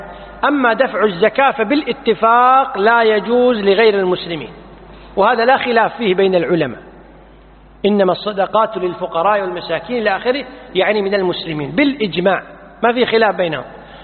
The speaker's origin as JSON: {"language": "Arabic", "country": "Kuwait", "said": "مثل الآن عندنا بالكويت"}